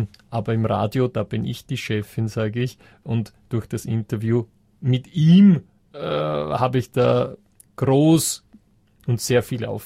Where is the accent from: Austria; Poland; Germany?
Austria; Vienna; Ich bin aus Wien.